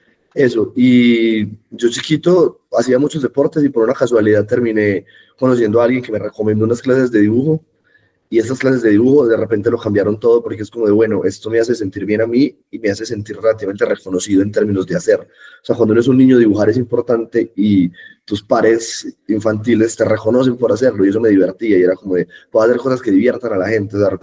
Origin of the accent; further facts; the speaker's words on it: Medellín, Antioquia, Colombia; Yo crecí toda la vida en Medellín, Lucas. Toda la vida. Mi familia es pues como tiene como ascendencia rural de Medellín, y mis papás son muy de Medellín, entonces yo he criado, pues crecí toda mi vida en Medellín realmente.